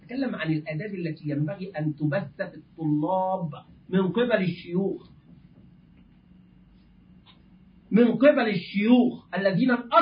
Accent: Egypt; الدولار والأورو نحن كمصريين الآن يعني تعرفون طبعا الحال

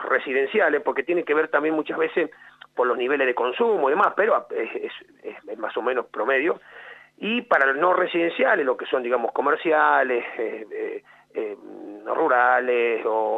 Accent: Quemú Quemú, La Pampa, Argentina; now in Arata, Argentina; Yo soy oriundo de Quemuquemú, tengo mi mamá, mi hermana en Quemuquemú. Después me vine, por cuestiones personales, a Arata a vivir a los 20 años y por eso estoy en Arata desde ese entonces.

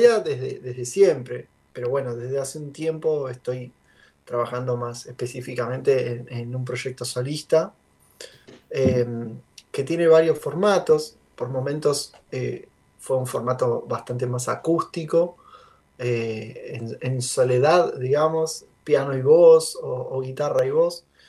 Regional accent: Buenos Aires, Argentina; now in Luján, Argentina; Vivo en la ciudad de Luján, estamos ni muy cerca ni muy lejos de Cava. Yo soy nativo, de hecho, de Capital.

